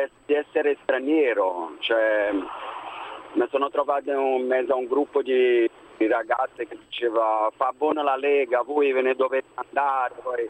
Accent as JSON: {"language": "Italian", "country": "Brazil", "said": "Sono brasiliano."}